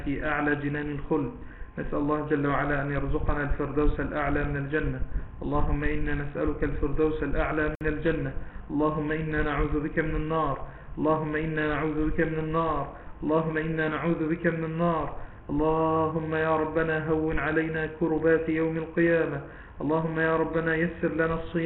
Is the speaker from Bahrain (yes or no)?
no; Egypt; طبعا ده مثل دارج عندنا بمصر